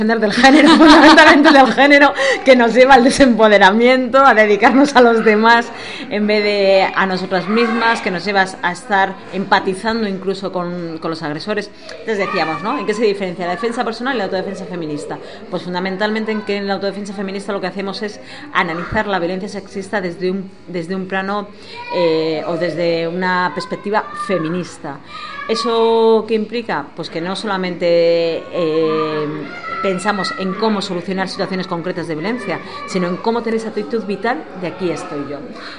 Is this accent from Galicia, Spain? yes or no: no; Bilbao, Basque Country, Spain; soy activista feminista, soy de Bilbao